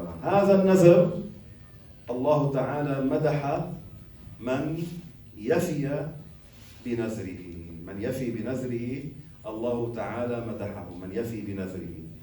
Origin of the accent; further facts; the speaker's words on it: Lebanon; كانوا يقولوا هالعبارة العوام عندنا بلبنان